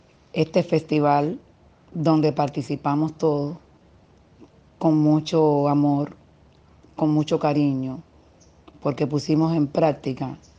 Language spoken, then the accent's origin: Spanish; Cuba; Costa Rica, Chile, Ecuador, Salvador, Guatemala, México, Puerto Rico, Uruguay, Venezuela y por supuesto nuestra isla caribeña Cuba.